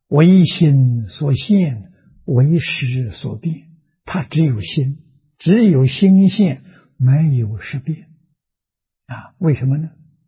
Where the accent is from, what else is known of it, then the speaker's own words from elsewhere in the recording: China; 我们中国人讲说贵相啊，富贵相啊